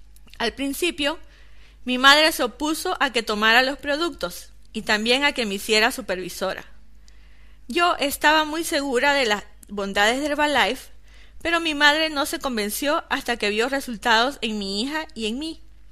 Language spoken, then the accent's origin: Spanish; Riberalta, Beni, Bolivia; born there; tengo 33 años, nací en Rivera Alta, Beni, Bolivia, una pequeña ciudad de 30.000 habitantes en aquel entonces. Vengo de una familia donde no hubo abundancia ni lujos